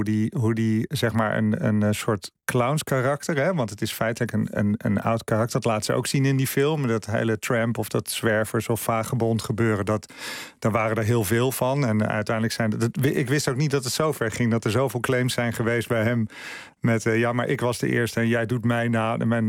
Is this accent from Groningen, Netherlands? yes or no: no; Zoetermeer, South Holland, Netherlands; Waar ik opgroeide in Zoetermeer.